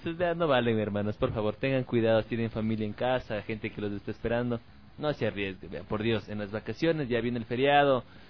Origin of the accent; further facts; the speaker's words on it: Ecuador; no importa de qué parte del país seamos, pero demostremos como ecuatorianos que la cultura biker es seguridad ante todo